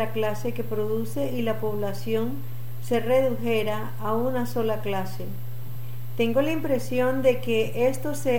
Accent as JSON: {"language": "Spanish", "country": "Nicaragua", "tie": "born or raised there", "said": "yo los he escuchado desde mi niñez aquí en Nicaragua. He visitado otros países de Latinoamérica"}